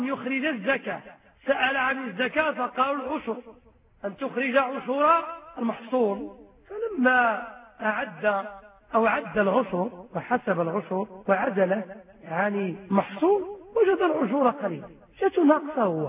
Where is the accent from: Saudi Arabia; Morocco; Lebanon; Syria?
Morocco; هذا هو الإنسان العادي عندنا في المغرب